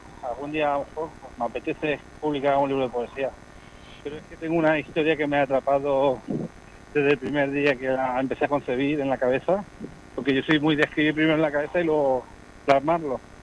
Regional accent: Elche, Valencian Community, Spain; soy muy de las afueras, de la vía para arriba, ¿no? Yo soy de la vía para arriba, yo nací en Elche, en el hospital, pero me he criado en el Toscar y yo soy muy orgulloso de ser de mi barrio.

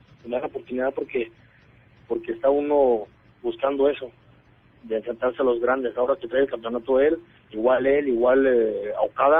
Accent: Tala, Jalisco, Mexico; siempre tengo presente de dónde soy, desde soy jalisciense de corazón, y arriba Tala

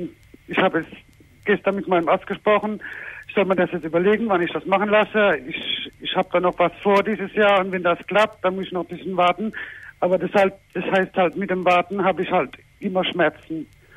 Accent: Germany; Hessen, Raum Heidelberg.

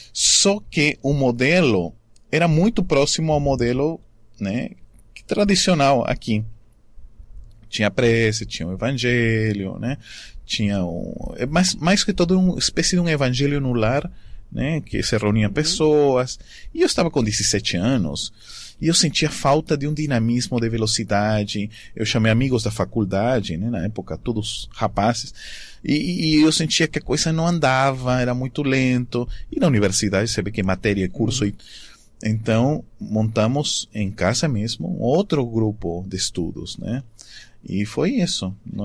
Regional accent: Arequipa, Peru; Portuguese is a second language; depois fui para minha cidade natal, Arequipa

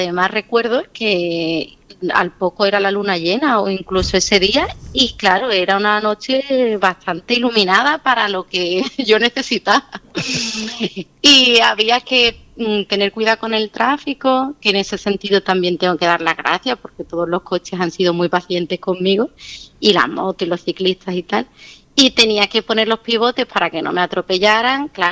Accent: Seville, Andalusia, Spain; soy de Sevilla y estudié Bellas Artes aquí.

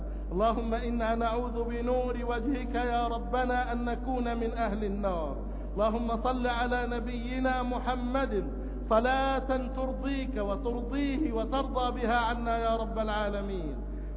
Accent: Egypt; اللهم احفظ بلدنا مصر بحفظك

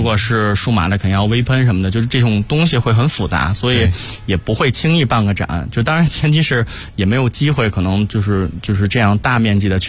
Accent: Beijing, China; 因为我也是一个北京人，然后周围有很多朋友也都是老北京人

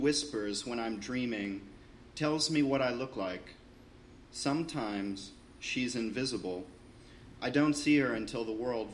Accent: Washington, District of Columbia, United States; actually visiting Portland. I'm from Washington, D.C. I'm an artist and art educator.

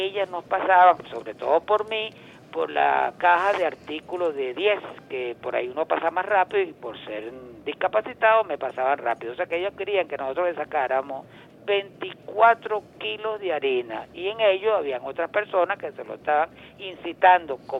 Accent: Venezuela; como nosotros, como venezolanos

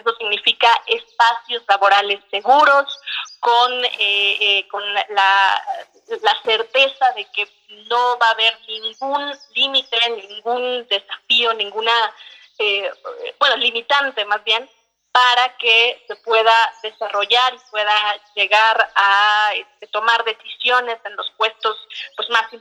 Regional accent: Mexico; yo soy la típica mexicana que no puede desayunar ligero.

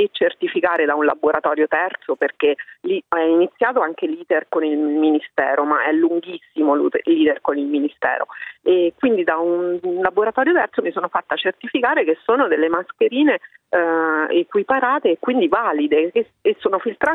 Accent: Terni, Umbria, Italy; io sono di Terni

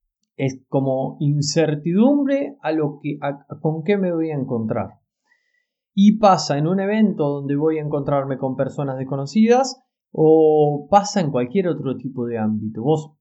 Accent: La Plata, Buenos Aires Province, Argentina; yo soy de La Plata, en Argentina, ¿no?

